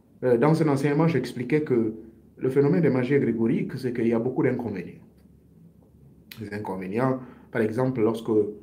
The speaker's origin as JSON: {"language": "French", "country": "Gabon", "said": "j'ai suivi ma propre initiation dans le rite ancestral de chez moi au Gabon."}